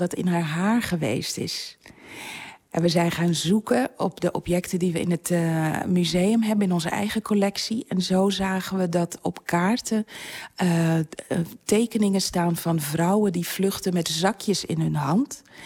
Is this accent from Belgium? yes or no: no; Curaçao; born there; Ik ben zelf geboren op Curaçao...